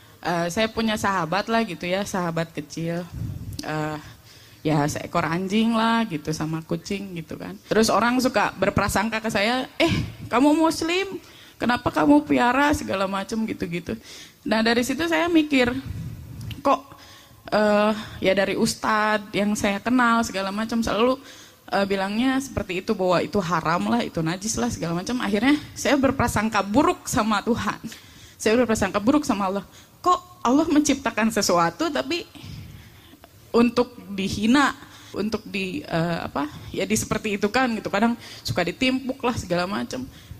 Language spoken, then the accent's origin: Indonesian; Bekasi, West Java, Indonesia; saya dari Bekasi.